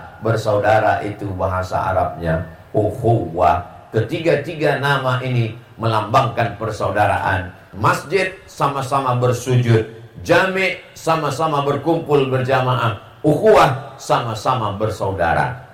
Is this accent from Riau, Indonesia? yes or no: yes; Riau, Indonesia; now in Bekasi, Indonesia; Saya datang dari Pulau Sumatera, Riau, sampai ke Pulau Jawa, Bekasi, berbeda bahasanya, berbeda sukunya